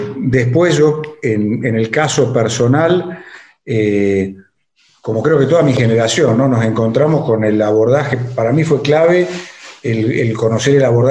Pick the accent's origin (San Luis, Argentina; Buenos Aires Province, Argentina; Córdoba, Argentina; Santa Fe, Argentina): San Luis, Argentina; Villa Mercedes; born there; now in Buenos Aires, Argentina; Yo soy nacido en Villa Mercedes, en San Luis. Pero mira. Por el trabajo de mi papá, viajamos por varios lados y finalmente recalé en Buenos Aires a estudiar.